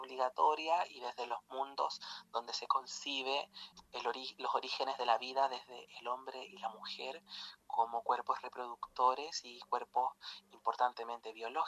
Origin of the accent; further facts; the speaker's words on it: Illapel, Coquimbo, Chile; desde fines de marzo me encuentro viviendo en Illapel, que es el pueblo donde yo nací, donde tengo a mi familia y me crié muchos años de mi vida, y del cual salí por esas oportunidades de estudiar en otro lado, y como buena provinciana y pueblerina